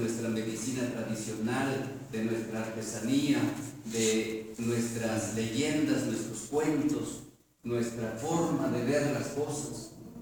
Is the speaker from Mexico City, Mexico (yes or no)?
no; Santiago Comaltepec, Oaxaca, Mexico; Soy chinanteco, originario de Santiago Comaltepec, un municipio que pertenece al distrito de Islán en Sierra Juárez, Sierra Norte.